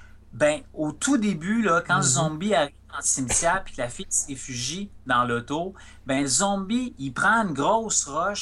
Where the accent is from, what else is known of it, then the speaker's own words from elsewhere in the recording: Rivière-du-Loup, Quebec, Canada; j'ai grandi sur le bord du fleuve. Tu sais, j'ai grandi à Rivière-du-Loup